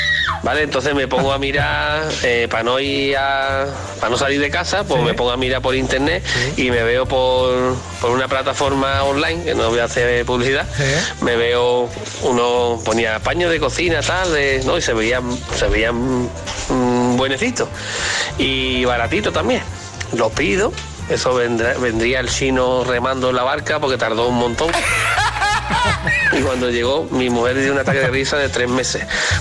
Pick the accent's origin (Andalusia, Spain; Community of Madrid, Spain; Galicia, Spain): Andalusia, Spain; Málaga; de Málaga.